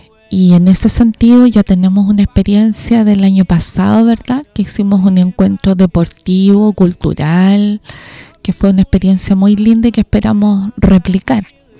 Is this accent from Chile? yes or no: yes; Chile; También como chilenos vivimos una diáspora producto de la dictadura